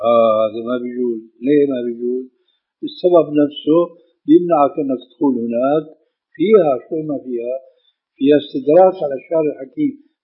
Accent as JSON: {"language": "Arabic", "country": "Syria", "said": "يلا كما يقولون عندنا في سوريا"}